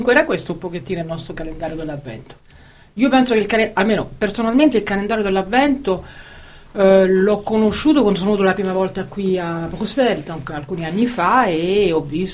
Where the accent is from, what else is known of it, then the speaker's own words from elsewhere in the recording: Rome, Lazio, Italy; born there; io che sono nata a Roma